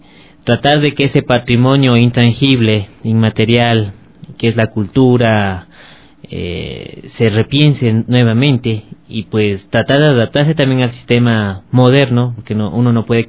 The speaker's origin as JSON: {"language": "Spanish", "country": "Ecuador", "said": "estamos como ecuatorianos cambiando esta visión."}